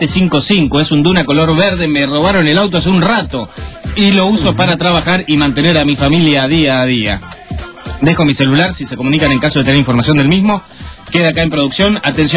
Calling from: Saavedra, Buenos Aires Province, Argentina; de Saavedra.

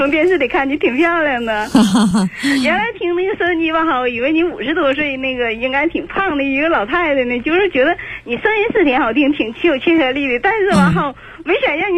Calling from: Shenyang, Liaoning, China; 我是沈阳的朋友。

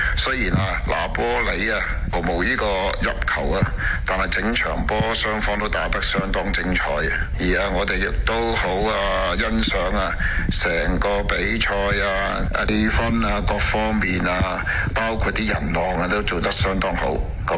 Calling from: Ohio, United States; 手下留情的主持人和观众大家好，

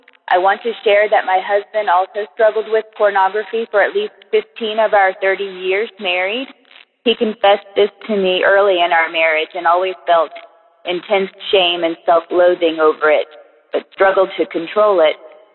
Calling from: Florida, United States; Hi, I'm calling from Florida.

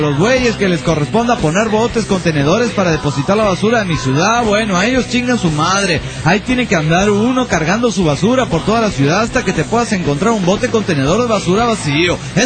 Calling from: Yajalón, Chiapas, Mexico; Hola, ¿cómo están? … de Yajalón, Chiapas, México.

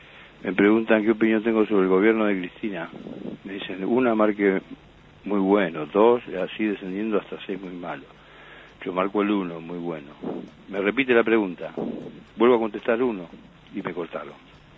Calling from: Buenos Aires, Argentina; de Parque Centenario.

